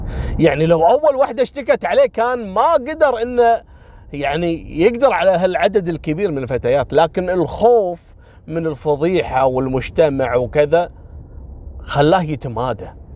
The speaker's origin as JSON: {"language": "Arabic", "country": "Kuwait", "said": "احنا كويتيين نقول نذبحك."}